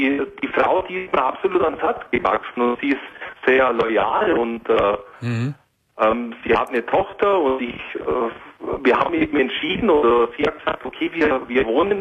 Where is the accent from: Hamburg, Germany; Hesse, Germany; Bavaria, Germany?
Bavaria, Germany; Augsburg; now in Allgäu, Germany; gebürtig bin ich aus Augsburg, aber da war es so auf dem Land, also Augsburg ist sogar die größere Stadt, aber die letzten fast 20 Jahre sind es jetzt im Allgäu, in der Kleinstadt mit 40.000 Einwohnern